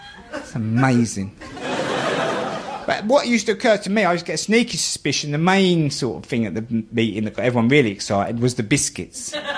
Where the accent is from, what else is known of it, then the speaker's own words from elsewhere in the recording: London, United Kingdom; And I'd always sort of blame that on my background, growing up in the East End, where education's not considered that important.